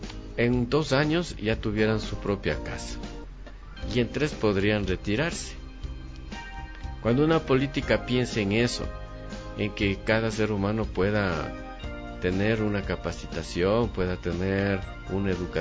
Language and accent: Spanish; Ecuador; como ciudadano ecuatoriano